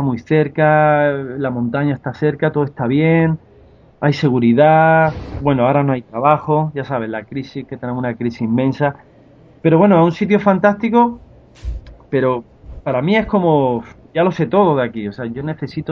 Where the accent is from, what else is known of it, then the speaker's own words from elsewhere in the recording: Spain; cómo viene el rubio o voy yo que soy de España y se me trata muy bien